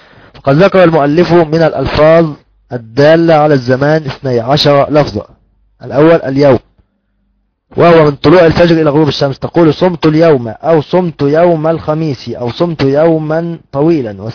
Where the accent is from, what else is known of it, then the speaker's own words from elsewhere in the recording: Upper Egypt, Egypt; وأيضا عندنا في الصعيد يقولون عشي